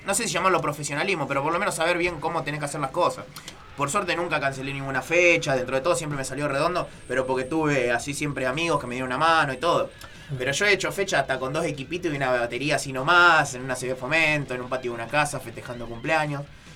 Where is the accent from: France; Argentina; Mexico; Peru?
Argentina; Moreno, Buenos Aires Province; como yo soy de Moreno, por una cuestión de facilidad